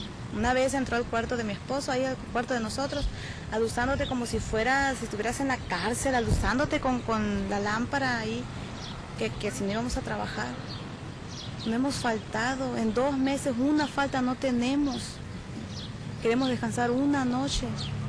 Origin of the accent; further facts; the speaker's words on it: Mexico; ni a un mexicano se le permite que es mexicano, que somos mexicanos. Yo desde los 12 años he trabajado.